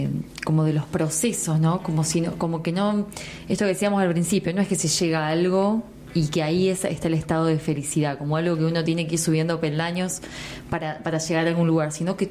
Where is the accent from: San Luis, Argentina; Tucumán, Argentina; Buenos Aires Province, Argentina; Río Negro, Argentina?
San Luis, Argentina; Villa Mercedes; yo soy de Villa Mercedes y veníamos así a pasar el día.